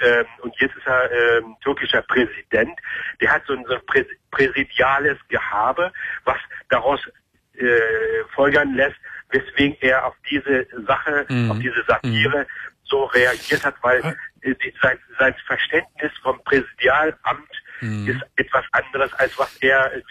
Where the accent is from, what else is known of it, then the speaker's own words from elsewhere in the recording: Turkey; now in Germany; ich komme aus der Gegend, wo das so ein bisschen im letzten Sommer eskaliert ist, gegenüber der Insel Lesbos. Da komme ich her